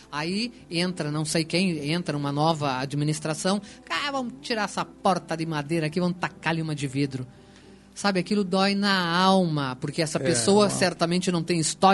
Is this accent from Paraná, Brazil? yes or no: yes; Foz do Iguaçu, Paraná, Brazil; quando falo de Foz, eu fico exaltada. Ah, eu quero tudo de bom para minha terra.